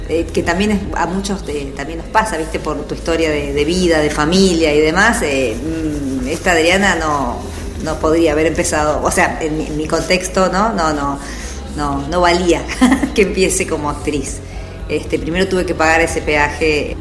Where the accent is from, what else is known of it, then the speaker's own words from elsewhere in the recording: Buenos Aires, Argentina; Y nosotras porteñas